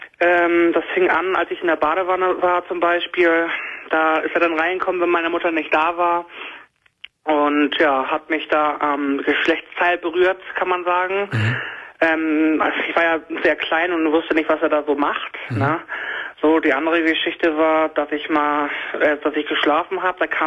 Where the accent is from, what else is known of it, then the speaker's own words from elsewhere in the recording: Schleswig-Holstein, Germany; Ich komme eigentlich aus Schleswig-Holstein, deswegen finde ich deine Radiosendung nicht.